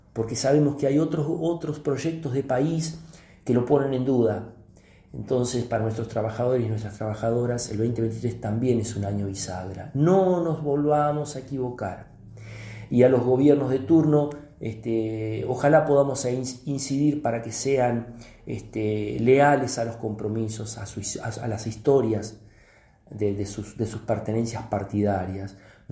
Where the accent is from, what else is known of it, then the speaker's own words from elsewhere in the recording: Argentina; Eso somos los argentinos y las argentinas.